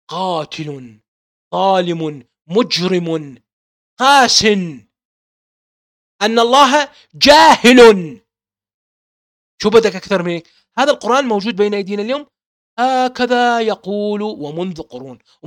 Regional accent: Baghdad, Baghdad Governorate, Iraq; born there; لمعلوماتك أنا من مواليد 1974، ولدت في بغداد الحبيبي

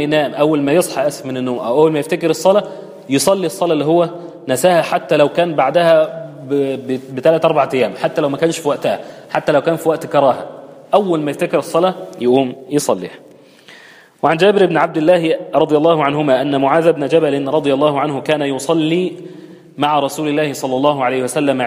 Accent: Egypt; احنا الدنيا عندنا في مصر او في اللهجة العامية متلخبطة خالص،

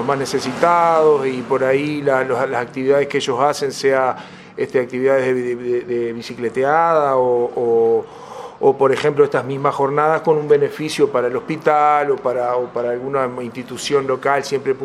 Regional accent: San Ramón, Canelones, Uruguay; also born or lived in Montevideo; en San Ramón, nací, si bien nací en Montevideo, en el Círculo Católico, viví toda la vida acá en San Ramón

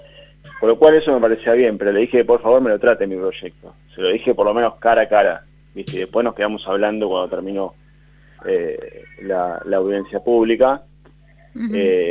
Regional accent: Buenos Aires, Argentina; nosotros venimos por otro lado, somos de Villurquiza

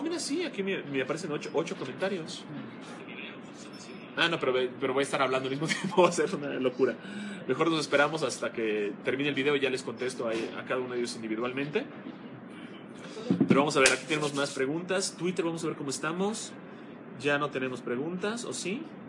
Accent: Yucatán, Mexico; Desafortunadamente, yo soy yucateco y por eso soy muy cabezón.

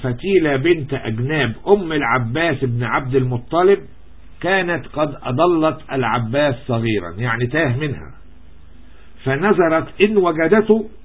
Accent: Egypt; تهمني انا كرجل مصري في الحقيقة

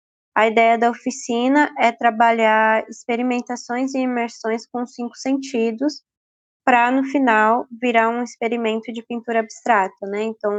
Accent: Osasco, São Paulo, Brazil; sou de Osasco, São Paulo. Estou há 2 anos no nomadismo, então não necessariamente o Osasco é meu lugar de moradia, mas sim o meu lugar de retorno.

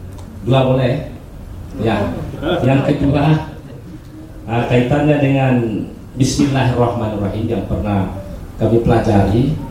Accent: Batujajar, West Java, Indonesia; Kami dari Batu Jajar Bandung.

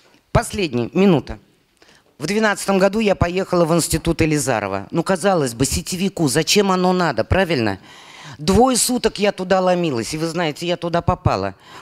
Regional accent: Bashkortostan, Russia; born there; Я родилась в Башкортостане.

